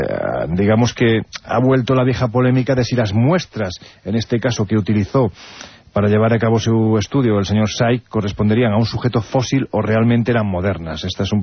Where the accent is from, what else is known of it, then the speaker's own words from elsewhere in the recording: Andalusia, Spain; yo siempre lo digo, que soy andaluz sin gracia